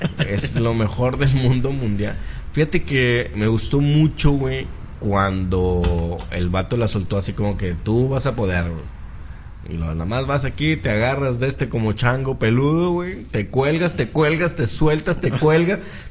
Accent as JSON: {"language": "Spanish", "country": "Mexico", "said": "Pues yo soy aquí, en México."}